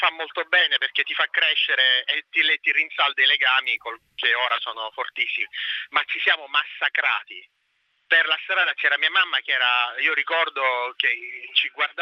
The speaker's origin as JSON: {"language": "Italian", "town": "Catania", "region": "Sicily", "country": "Italy", "tie": "born or raised there", "lives_now": "Mascalucia, Italy", "said": "Io sono di Catania, nato a Catania, vivo a Mascalucia, che è un paesino"}